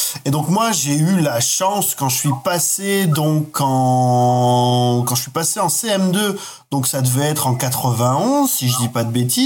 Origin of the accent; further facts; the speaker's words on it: Corsica, France; là où je vivais quand j'étais enfant, j'habitais en Corse